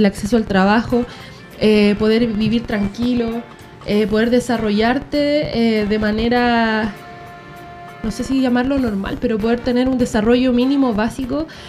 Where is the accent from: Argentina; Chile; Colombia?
Chile; como país, como chilenos, como personas